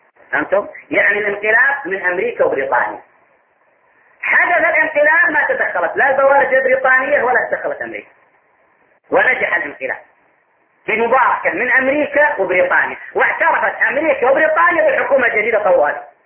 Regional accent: Saudi Arabia; فكان عندنا في السعودية تنظيم للمصريين فقط

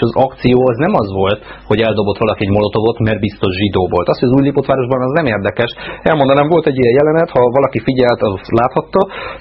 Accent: Budapest, Hungary; azokkal, akik tényleg 13. kerületiek. Jó? Mert az egy, hát most már nem munkás kerület, de mi még abban nőttünk föl

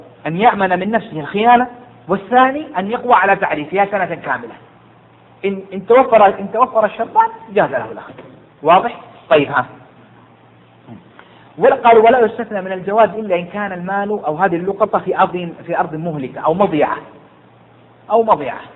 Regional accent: Jeddah, Makkah Province, Saudi Arabia; ولو وجدها في حي الصخة عندنا في جدة

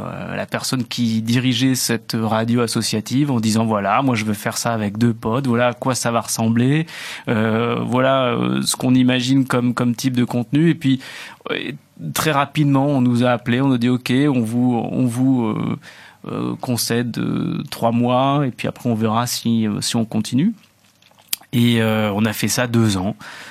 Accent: Hauts-de-France, France; À Roubaix, dans le Nord, puisque je viens du Nord.

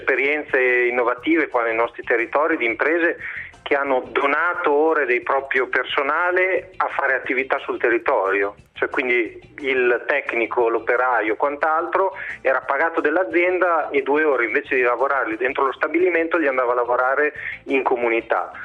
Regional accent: Bologna, Emilia-Romagna, Italy; visto che siamo di Bologna

